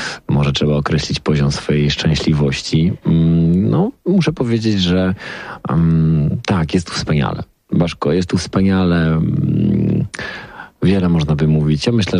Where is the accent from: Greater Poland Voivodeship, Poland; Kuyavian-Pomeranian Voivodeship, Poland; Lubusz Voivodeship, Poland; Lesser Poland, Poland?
Lubusz Voivodeship, Poland; Zielona Góra; also born or lived in Wrocław; ja pochodzę z Zielonej Góry, tam się urodziłem, mieszkałem lata we Wrocławiu, oczywiście, z którym się bardzo związałem i który nadal bardzo kocham, gdzieś tam w sercu go noszę. Ale tutaj jakby znalazłem taką nową ziemię swoją